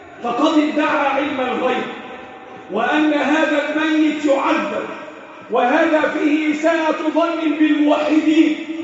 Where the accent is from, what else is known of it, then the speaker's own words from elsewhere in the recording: Egypt; اللهم احفظ بلدنا مصر وسائر بلاد المسلمين.